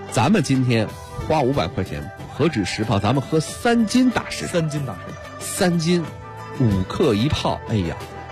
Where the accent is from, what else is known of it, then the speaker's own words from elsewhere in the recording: Beijing, China; 咱们北京人